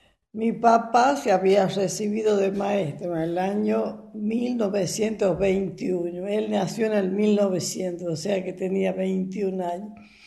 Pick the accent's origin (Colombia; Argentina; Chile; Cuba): Argentina; La Jarilla; also born or lived in La Rioja; Yo nací en La Rioja porque mis padres vinieron de vacaciones a la capital y ahí nací yo, el primero de febrero. Después volví y seguí viviendo en La Jarilla